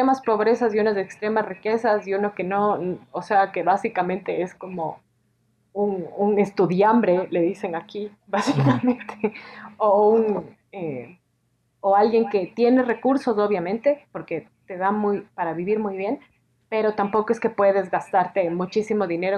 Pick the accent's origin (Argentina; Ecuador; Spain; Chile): Ecuador; cuando se enteran que soy una ecuatoriana haciendo una tesis sobre México